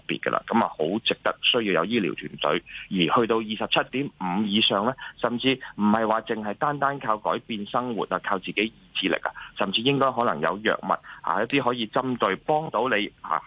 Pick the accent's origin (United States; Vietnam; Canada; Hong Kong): Hong Kong; BMI 高过23，喺我哋香港人